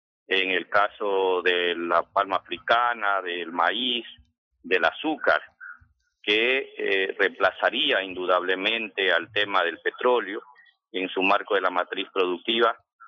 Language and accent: Spanish; Manabí, Ecuador; en Manabí, que soy de Manabí, habla mucho de extensiones de piñón